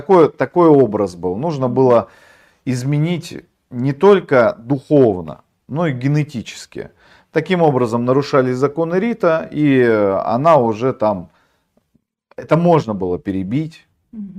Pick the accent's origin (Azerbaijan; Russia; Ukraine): Russia; Norilsk, Krasnoyarsk Krai; Я же из Норильска, я знаю, что это такое.